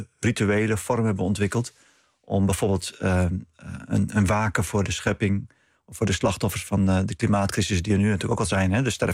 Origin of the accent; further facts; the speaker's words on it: Netherlands; Om echt onder ogen te zien dat wij als Nederlanders met dit land niet aan de goede kant van de geschiedenis stonden.